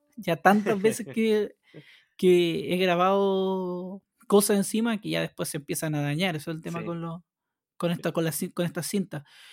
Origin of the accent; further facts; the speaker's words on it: San Rosendo, Biobío, Chile; yo vengo de San Rosendo a comprar a la ciudad